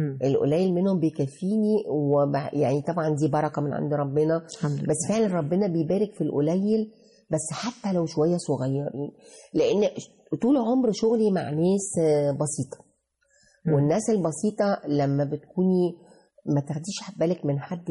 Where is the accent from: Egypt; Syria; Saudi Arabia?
Egypt; واحنا كشعب مصري ساعات بندخل بشدة